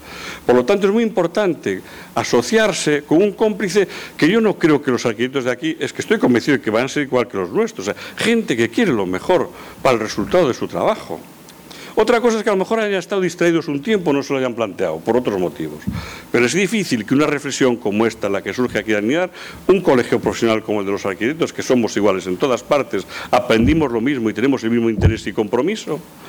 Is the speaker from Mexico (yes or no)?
no; Pontevedra, Galicia, Spain; Mi madre es de Pontevedra, toda mi familia es de Pontevedra, yo soy de Pontevedra.